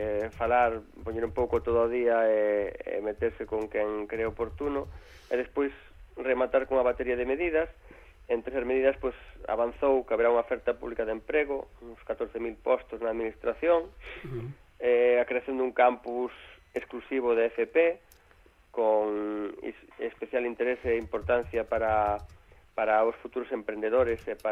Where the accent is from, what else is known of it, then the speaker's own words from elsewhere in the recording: Galicia, Spain; como os galegos estamos en todas partes, non íamos estar ali.